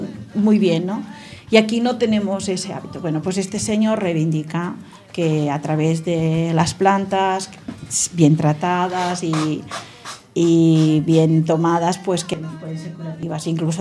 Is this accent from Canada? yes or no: yes; Catalonia, Canada; now in Écija, Spain; Yo vengo de una zona, pues si este señor es catalán, yo también sabéis que soy catalana